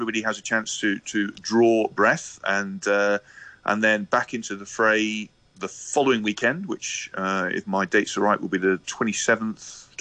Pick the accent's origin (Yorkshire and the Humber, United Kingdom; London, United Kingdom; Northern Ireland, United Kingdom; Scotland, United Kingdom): Scotland, United Kingdom; Scotland, as a Scottish rugby fan myself, Scottish sporting fan, we get used to the highs and lows.